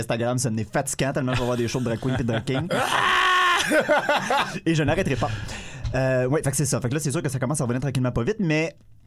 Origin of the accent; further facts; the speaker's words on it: Laval, Quebec, Canada; Ben, je viens de Laval, je suis né là, mais je suis retourné à Laval pendant 3 ans